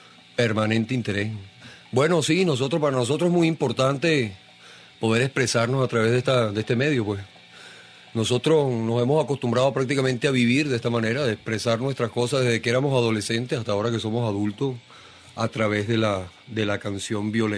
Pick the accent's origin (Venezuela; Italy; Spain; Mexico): Venezuela; nosotros consideramos que nuestra expresión musical es y existe porque somos venezolanos y porque vivimos en una ciudad con sus problemas y con sus personas.